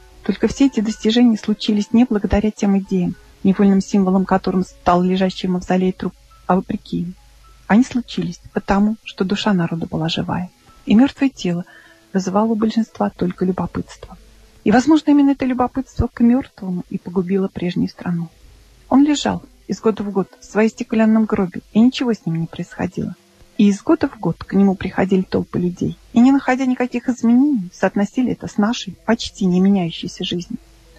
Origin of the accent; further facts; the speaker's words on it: Ulyanovsk, Ulyanovsk Oblast, Russia; Мой родной город – это еще и родина Ульянова Ленина.